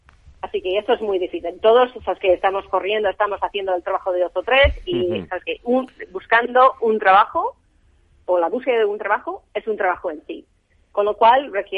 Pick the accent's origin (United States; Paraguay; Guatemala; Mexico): United States; Spanish is a second language; Porque yo, obviamente, soy americana y tenemos otro modelo ahí